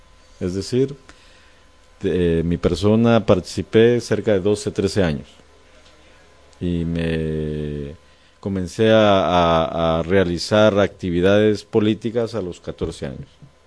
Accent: Guatemala; yo soy como muchos guatemaltecos y guatemaltecas

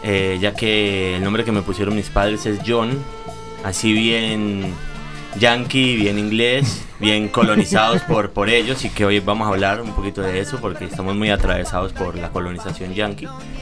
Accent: Pereira, Risaralda, Colombia; Eso es el eje cafetero. Así que bueno, es la capital del eje cafetero. Es una pequeña metrópolis en medio de las montañas.

